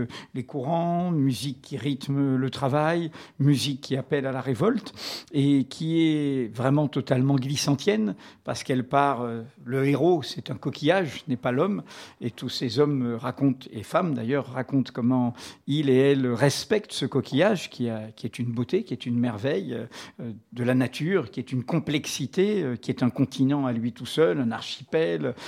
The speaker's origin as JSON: {"language": "French", "region": "Martinique", "country": "France", "tie": "born or raised there", "said": "quand j'étais gamin en Martinique, bon, là, je pêchais le lamby"}